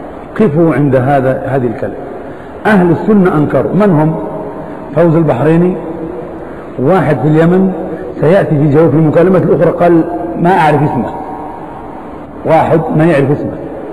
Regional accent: Algeria; والآن عندنا في الجزائر فتنة

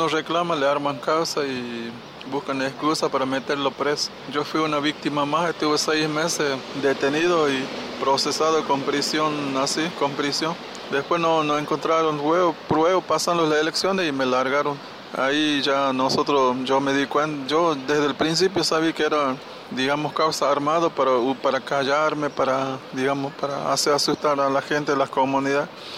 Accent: Formosa, Argentina; yo soy de Formosa, de la comunidad Huichi.

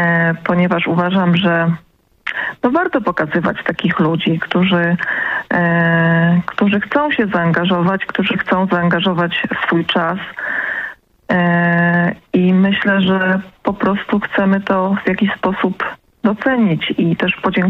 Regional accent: Lesser Poland, Poland; Ponieważ jestem z tego regionu i kocham swój region, jestem, można powiedzieć, patriotką lokalną, ponieważ urodziłam się w Małopolsce.

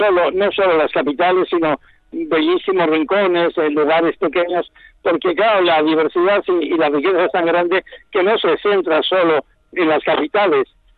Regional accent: Spain; nosotros nos afirmamos como españoles no solo porque la patria, la nación nos garantiza un espacio de libertad

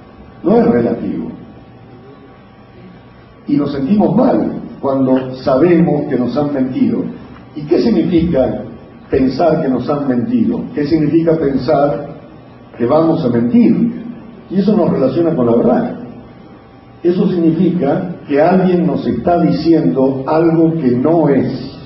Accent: Argentina; accent: porteño; Estoy hablando en porteño, en argentino, discúlpenme, pero soy argentino.

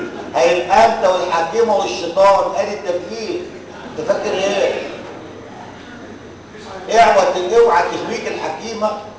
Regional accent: Egypt; ولغايه النهارده بتتنفذ عندنا في مصر

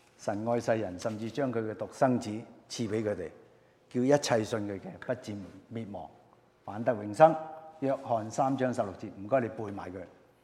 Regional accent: Hong Kong; 因為我嚟自香港嘅，所以我特別留意。

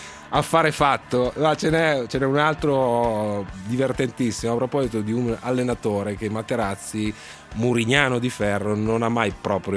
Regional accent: Naples, Campania, Italy; Da napoletano tifoso del Napoli

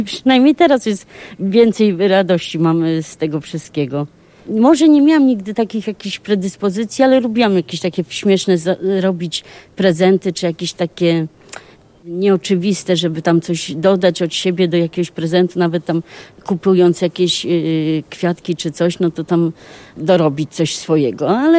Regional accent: Warsaw, Masovian Voivodeship, Poland; No, urodziłam się w Warszawie, jestem z Warszawy, tylko że na początku to była Ochota, teraz to są Włochy już, ale no, cały czas jestem tu w okolicach.

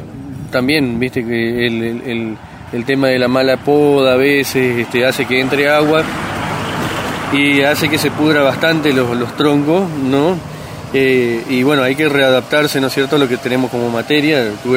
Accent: Colón, Entre Ríos, Argentina; Yo soy de la ciudad de Colón, Entre Ríos. Que también es una zona turística

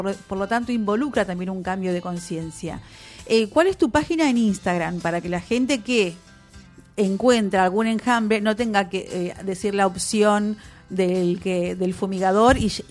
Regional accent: General Rodríguez, Buenos Aires Province, Argentina; born there; moved away; yo nací acá en General Rodríguez, pero me fui a 500 kilómetros y hay muchas cosas que uno extraña.

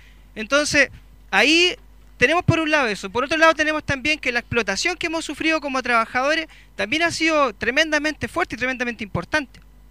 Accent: Chillán, Ñuble, Chile; now in Santiago, Chile; estoy ahora ya soy de Santiago, antes era de Chillán, ahora estoy por Santiago.

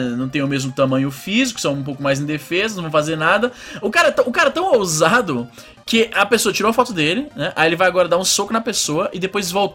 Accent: Ceará, Brazil; also born or lived in São Luís; que eu morei em São Luís, e muitos pensam que eu sou maranhense. Eu não sou maranhense, sou cearense. Morei no Maranhão por 3 anos. E no bairro onde eu morava, né, que era Coama

